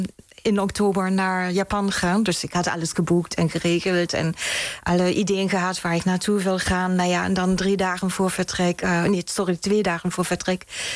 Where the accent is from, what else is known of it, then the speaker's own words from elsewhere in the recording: East Berlin, Berlin, Germany; accent: German; Dutch is a second language; moved away as an adult; now in Netherlands; Dat klopt, ja. Ik ben in Duitsland geboren en in Oost-Berlijn opgegroeid. Maar woon ondertussen al bijna 24, 25 jaar in Nederland.